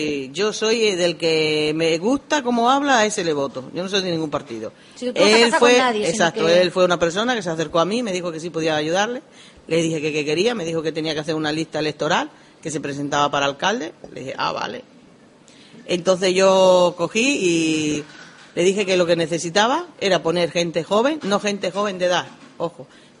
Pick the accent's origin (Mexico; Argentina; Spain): Spain; Granadilla, Extremadura; Yo soy del norte de Extremadura, hijo de Granadilla, Pantano de Gravil y Galán, a 30 kilómetros de Plasencia, pegando con las Urdes, Jerte y la zona del Ambró. En mi tierra, pues es de cultivo.